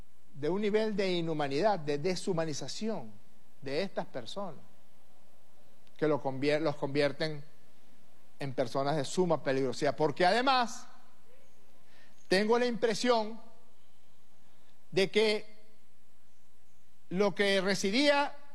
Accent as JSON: {"language": "Spanish", "country": "Venezuela", "said": "Tenemos que querellarnos como venezolanas y como venezolanos."}